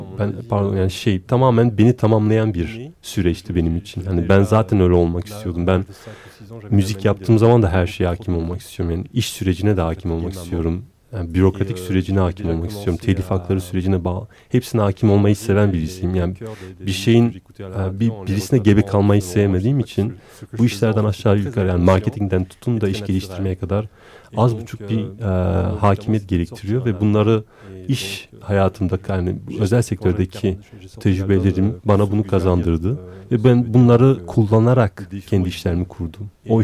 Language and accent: Turkish; Belgium; Belçika'da doğup büyüdüm ve Fransızcaki sohbette ben belirtmiş olduğum gibi ben bir Türk mahallesinde büyümedim. İtalyanların, daha doğrusu Sicilyalıların, İspanyolların, Belçikalıların olduğu bir mahallede büyüdüm.